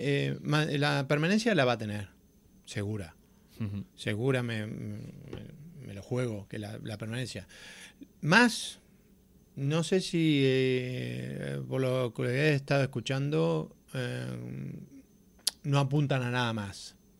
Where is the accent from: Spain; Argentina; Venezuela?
Argentina; Miramar, Buenos Aires Province; born there; No, soy argentino, nacido en la ciudad de Miramar, la provincia de Buenos Aires.